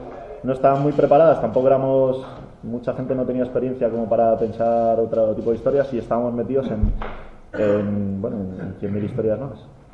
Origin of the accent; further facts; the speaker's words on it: Madrid, Community of Madrid, Spain; now in Asturias, Spain; yo no soy asturiano, soy de Madrid y vine aquí y me pilló nada más llegar de Madrid todo este rollo